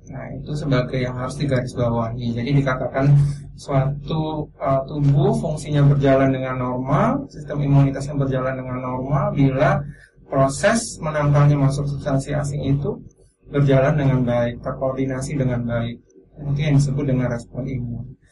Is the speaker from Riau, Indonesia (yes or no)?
yes; Pekanbaru, Riau, Indonesia; now in Yogyakarta, Indonesia; Saya aslinya dari Pekanbaru.